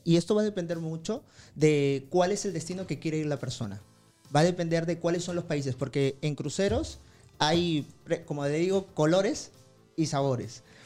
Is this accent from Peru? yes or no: yes; Peru; yo vengo de Perú, y ¿cuánta gente de Perú viaja?